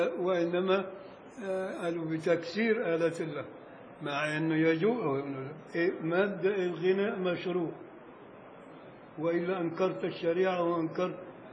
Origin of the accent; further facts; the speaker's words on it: Beni Suef Governorate, Egypt; عندنا في الصعيد الأدنى بن شويف